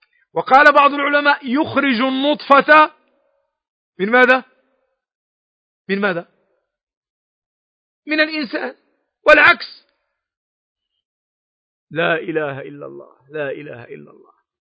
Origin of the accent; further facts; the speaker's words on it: Morocco; كي يقول العوام عندنا في المغرب